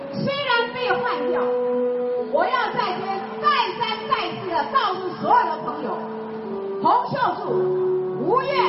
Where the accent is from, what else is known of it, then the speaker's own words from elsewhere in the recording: Taiwan; 带给我们台湾人民非常耻辱的8年